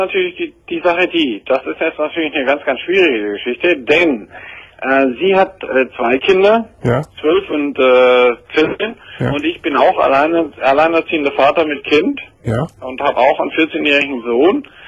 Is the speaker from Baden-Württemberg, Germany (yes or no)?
yes; Baden-Württemberg, Germany; born there; Ich bin ein gebürtiger Schwabe, ich trinke auch mal gerne mal.